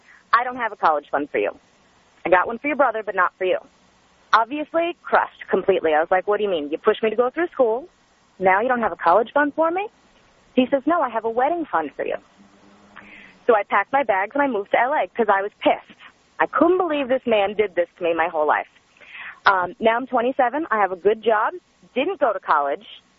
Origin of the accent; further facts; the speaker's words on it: New York, United States; now in Los Angeles, United States; I live in L.A. now. I'm 27. I grew up in New York on Long Island. My dad's a New York City firefighter.